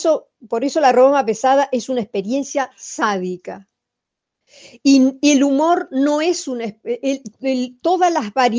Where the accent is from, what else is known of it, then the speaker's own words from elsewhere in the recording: Argentina; porque soy argentina y porque me interesa, por ejemplo, Argentina.